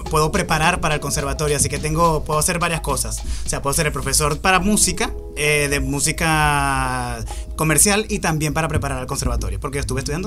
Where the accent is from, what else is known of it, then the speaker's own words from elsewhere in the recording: Cumaná, Sucre, Venezuela; now in Spain; como yo no vengo de la capital de Venezuela, yo vengo del interior.